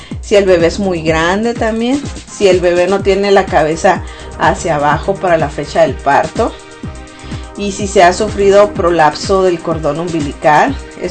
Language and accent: Spanish; Ciudad Obregón, Sonora, Mexico; en Sonora, de donde yo soy, en Ciudad Obregón y alrededores